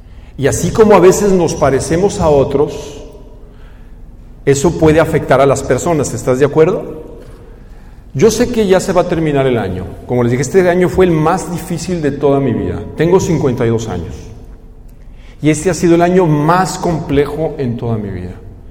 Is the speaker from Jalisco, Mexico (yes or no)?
yes; Guadalajara, Jalisco, Mexico; also born or lived in Mexico City; Yo crecí en la ciudad de Guadalajara, aunque no soy oriundo de Guadalajara. La mayor parte de mi vida la he vivido en Guadalajara.